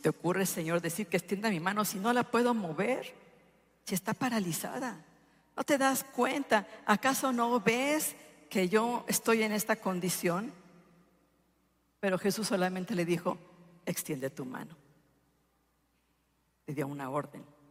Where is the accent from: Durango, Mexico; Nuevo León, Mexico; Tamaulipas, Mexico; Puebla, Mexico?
Durango, Mexico; Yo soy del estado de Durango.